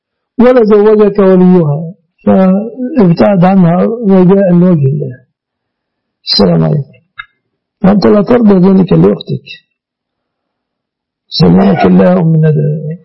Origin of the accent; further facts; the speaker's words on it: Egypt; يعني مثلا عندنا في مصر